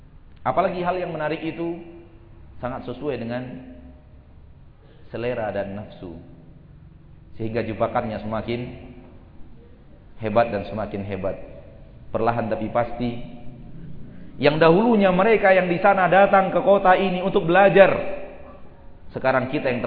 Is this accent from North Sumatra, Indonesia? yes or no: no; Pekanbaru, Riau, Indonesia; also born or lived in Bukittinggi; Oleh karena itu saya sudah besar di Pekanbaru dan meninggalkan Bukit Tinggi dari umur 4 tahun.